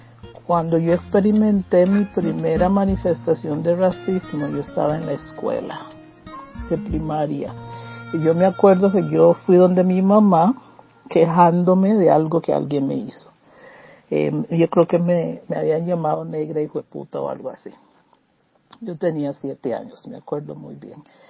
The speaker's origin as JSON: {"language": "Spanish", "country": "Costa Rica", "said": "soy costarricense"}